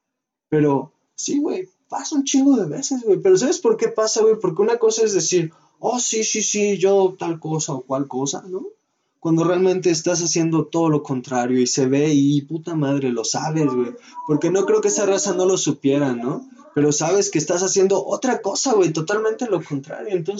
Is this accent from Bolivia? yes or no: no; Mexico; sigo que soy mexicano